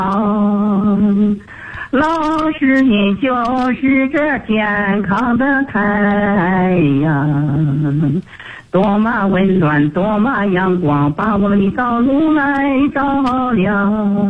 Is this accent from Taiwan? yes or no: no; Urumqi, Xinjiang, China; 我是来自祖国大西北新疆乌鲁木齐的一名新学员